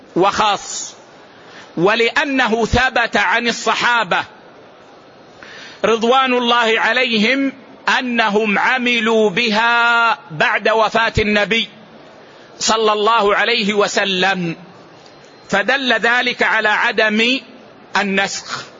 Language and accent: Arabic; Saudi Arabia; يعني مثلا اليوم عندنا في السعودية